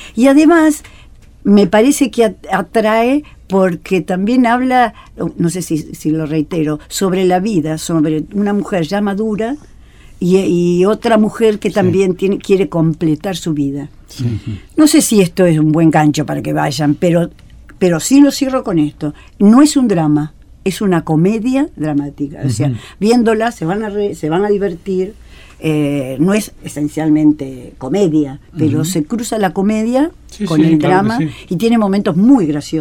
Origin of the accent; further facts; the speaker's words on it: Argentina; porque somos teatreros los argentinos.